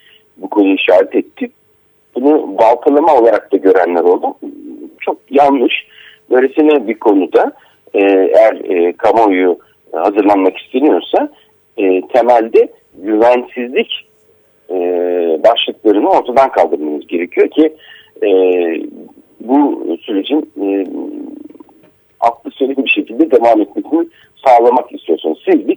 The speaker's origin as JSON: {"language": "Turkish", "town": "Akşehir", "region": "Konya", "country": "Turkey", "said": "Ben Akşehirliyim."}